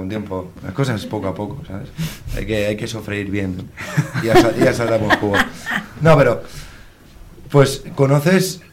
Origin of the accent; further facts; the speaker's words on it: Valencian Community, Spain; somos así, los valencianos, somos así, inútiles